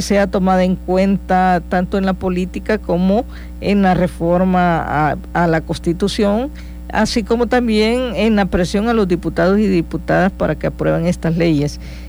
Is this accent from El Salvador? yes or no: yes; El Salvador; porque consideramos que como salvadoreños, como salvadoreñas, tenemos toda la calidad humana